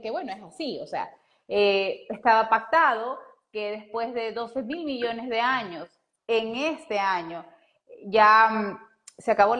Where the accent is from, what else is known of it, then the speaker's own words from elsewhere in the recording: Ecuador; Un abrazo fuerte para Ecuador, mi tierra hermosa.